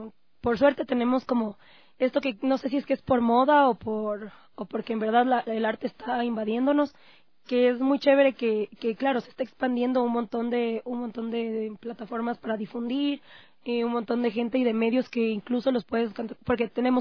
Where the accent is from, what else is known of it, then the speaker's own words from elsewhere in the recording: Ecuador; nosotros como ecuatorianos podamos tener